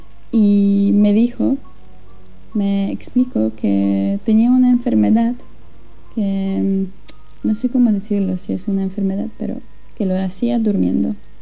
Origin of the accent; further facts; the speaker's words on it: Poland; Spanish is a second language; de Polonia